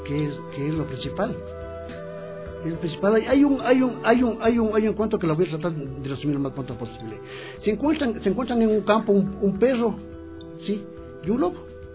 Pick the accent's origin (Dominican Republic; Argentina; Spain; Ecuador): Ecuador; A mí me ha preguntado cuando voy a Francia si soy del África, de Guinea Ecuatorial, que también son ecuatorianos. Digo, no, soy del Ecuador.